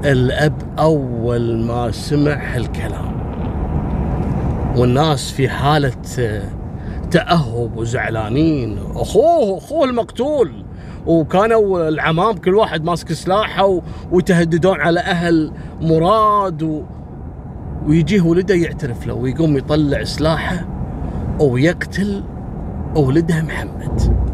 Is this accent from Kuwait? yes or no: yes; Kuwait; نفس القصة حصلت عندنا في الكويت